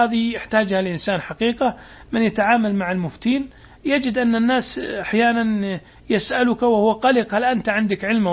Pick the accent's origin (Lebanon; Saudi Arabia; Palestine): Saudi Arabia; وعندنا في السعودية كتاب ضخم من 10 مجلدات